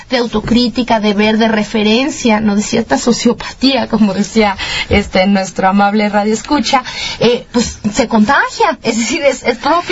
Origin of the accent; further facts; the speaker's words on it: Mexico; nuestra vulnerabilidad como ciudadanos mexicanos